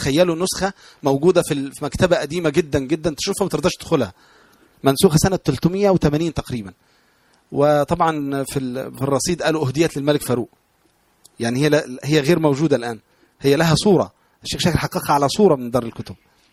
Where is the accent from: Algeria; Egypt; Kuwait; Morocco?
Egypt; Tanta, Gharbia; also born or lived in Alexandria; لان انا اصلا الاساس من طنطا وسكنت الاسكندريه